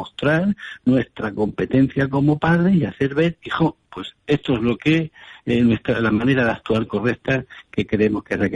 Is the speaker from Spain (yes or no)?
yes; Valencian Community, Spain; now in Badajoz, Spain; aunque vivo aquí en Badajoz, soy valenciano, ¿eh? Así que encantado de estar ahí hablando para mi tierra.